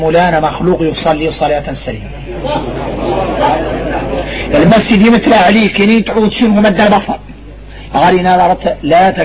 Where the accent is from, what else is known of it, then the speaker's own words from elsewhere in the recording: Mauritania; احنا موريتاني